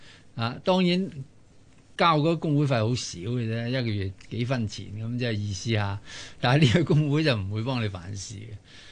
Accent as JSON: {"language": "Cantonese", "country": "Hong Kong", "said": "我哋香港人一般都係好守法嘅。"}